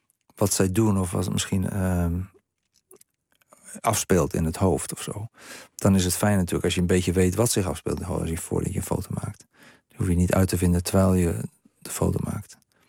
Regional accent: Strijen, South Holland, Netherlands; born there; En die breng ik allemaal naar het dorp terug waar ik geboren ben in Strijen.

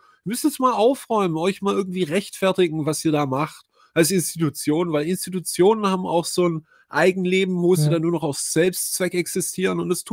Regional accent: Argentina; Aber tatsächlich sind wir aus Argentinien.

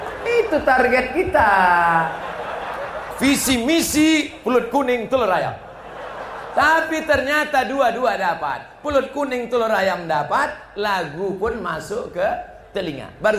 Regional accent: Sumatra, Indonesia; Sadarlah orang bahwa kita dari Sumatera ini bersuara keras bukan karena radikal, tapi karena memang di Sumatera ini kan gunung, angin kencang.

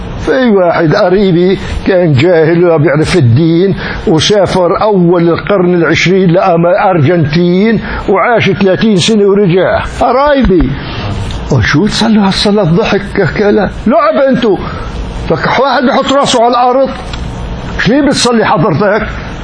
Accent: Damascus, Damascus Governorate, Syria; من بلدي دمشق وساكن جار شقيقي في بنائي بدمشق

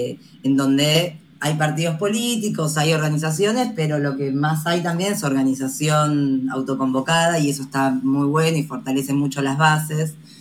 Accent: Buenos Aires, Argentina; yo soy comunicadora popular de Buenos Aires, Argentina

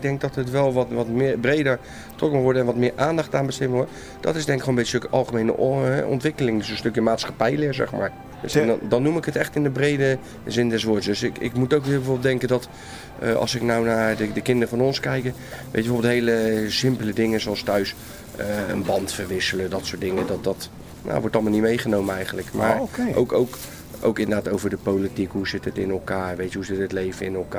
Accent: The Hague, South Holland, Netherlands; ik kom zelf uit Den Haag.

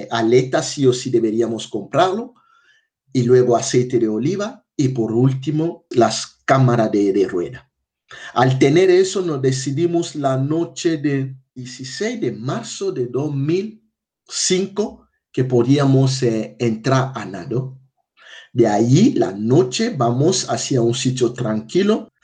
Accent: DR Congo; now in Málaga, Spain; soy de la República Democrática del Congo, tengo 42 años. Actualmente estoy trabajando como técnico responsable del voluntariado de SEA en la delegación de Andalucía Oriental en Málaga.

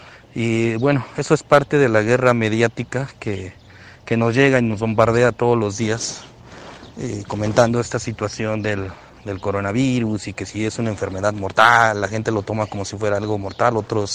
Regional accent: Mexico; como mexicano, y ver la situación social de la gente

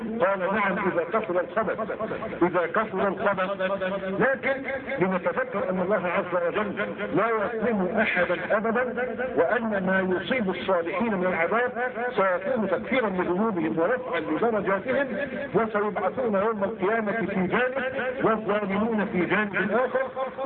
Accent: Egypt; خلي بالك بس مش احنا مصريين عارفين نفسيات بعض

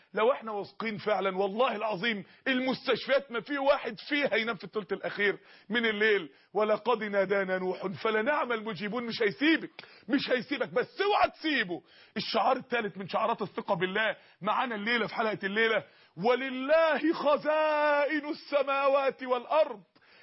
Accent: Mansoura, Dakahlia, Egypt; عندنا اخت في المنصورة، عندنا في المنصورة جالها سرطان فعلا بحقيقة

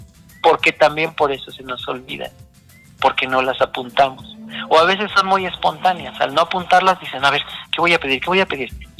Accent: Mexico; creo que los latinos somos, y los mexicanos desde luego, somos muy dados a echarnos la mano

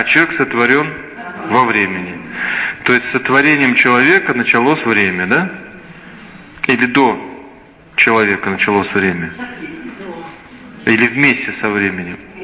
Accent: Belarus; Но я вам скажу, что я точно белорус.

